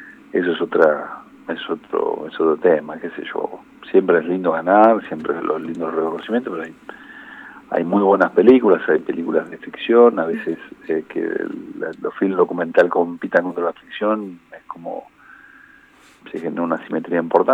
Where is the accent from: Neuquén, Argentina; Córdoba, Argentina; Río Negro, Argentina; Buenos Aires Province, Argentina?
Buenos Aires Province, Argentina; General Villegas; es mi pueblo. Yo nací ahí, me crié ahí, hice el secundario, después vine a la universidad a estudiar